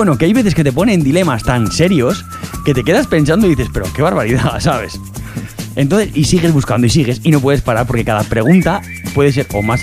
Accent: Fraga, Aragon, Spain; Es lo que hay, somos de Fraga, chique.

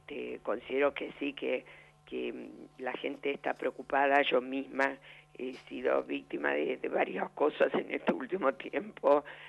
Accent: Argentina; Sí, nos exiliamos durante la época de la AAA y después en la dictadura estuvimos prohibidos y nos chuparon, estuvimos en Orlet y, bueno, una tristes historias que tenemos los argentinos

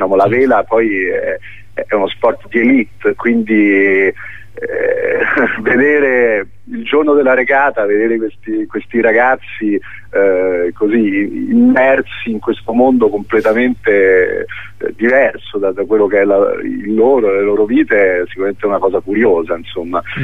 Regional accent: Los Angeles, California, United States; io sono cresciuto a Los Angeles da ragazzino

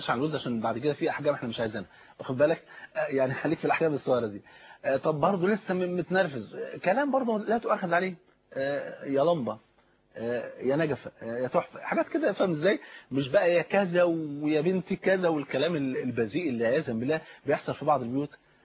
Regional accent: Egypt

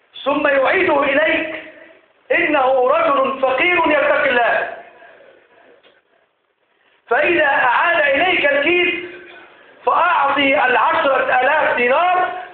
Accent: Egypt; اجعل بلدنا مصر بلدا آمنا سقاء رخاء وسائر بلاد المسلمين يا رب العالمين.

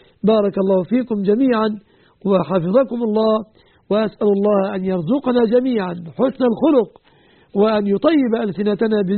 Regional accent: Egypt; وأن يحفظ بلادنا مصر

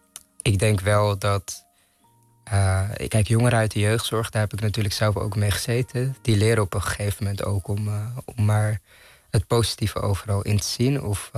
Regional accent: Amsterdam, North Holland, Netherlands; Maar ik ben opgegroeid in Amsterdam-Noord.

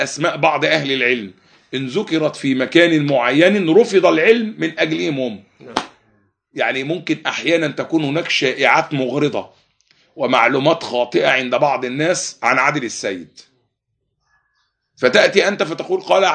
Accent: Egypt; هذا الرجل كان لو جلس في مجلس في بلادنا مصر

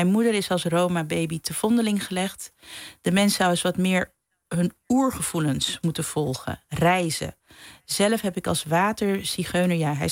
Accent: Curaçao; ik kom uit het Caribisch gebied. Dus je kan wel zeggen dat... Maar ik ben Curaçaonaar.

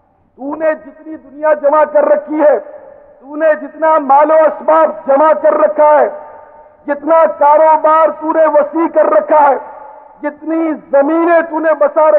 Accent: Karachi, Sindh, Pakistan; born there; میں کراچی میں پیدا ہوا ہوں تو میرا وطن پاکستان

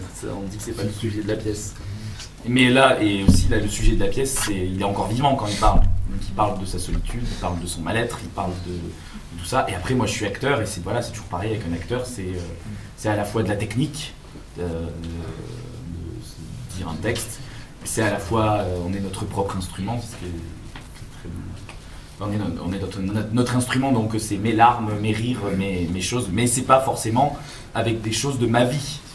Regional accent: Occitanie, France; born there; now in Rennes, France; Et je suis né dans l'Aveyron.

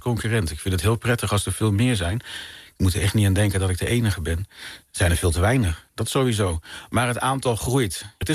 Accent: Dieren, Gelderland, Netherlands; Want ik kom oorspronkelijk uit Dieren en dat ligt niet heel ver van Arnhem. En toen ik 11 jaar was, in 1980 waren daar de Paralympische Spelen

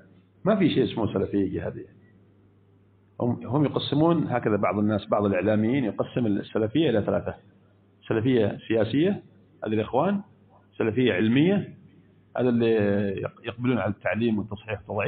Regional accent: Yemen; كم عندنا في اليمن حصل من عانة اليمن من هذه الجرائم الإرهابية؟

